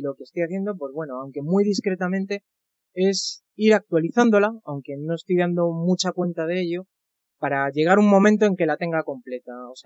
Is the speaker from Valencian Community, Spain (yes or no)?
no; Alcobendas, Community of Madrid, Spain; Pues soy de Madrid, de una localidad al norte llamada Alcobendas.